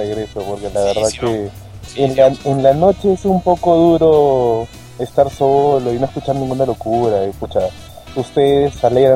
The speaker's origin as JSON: {"language": "Spanish", "region": "Lima", "country": "Peru", "said": "Sí, soy de Lima."}